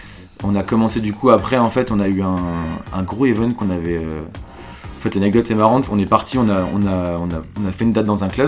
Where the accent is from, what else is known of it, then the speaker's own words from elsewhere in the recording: Lyon, Auvergne-Rhône-Alpes, France; moi je suis lyonnais